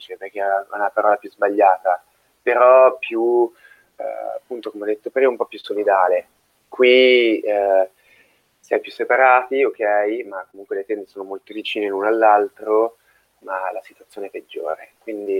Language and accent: Italian; Milan, Lombardy, Italy; Da milanese sono abbastanza abituato all'umidità, al freddo, al grigio, alla pioggia.